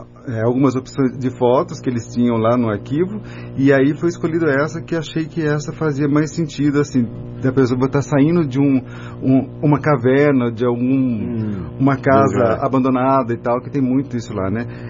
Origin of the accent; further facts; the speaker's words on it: Guarda, Centro, Portugal; Eu sou da Guarda, né? A família é da Guarda.